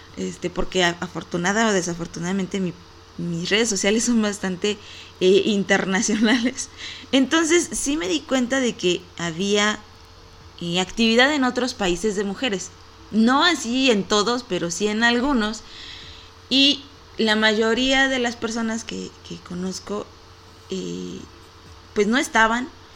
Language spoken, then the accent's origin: Spanish; Aguascalientes, Mexico; Por lo menos aquí en mi país y aquí en Aguascalientes sí se vivió un día sin ellas.